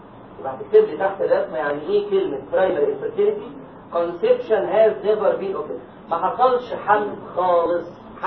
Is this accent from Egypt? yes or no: yes; Egypt; يبقى احنا عندنا الكلام ده لسه عندنا في مصر